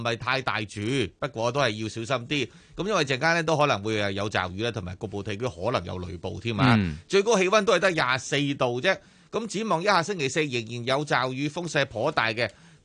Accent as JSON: {"language": "Cantonese", "country": "China", "said": "即系正所谓我哋中国人有句说话"}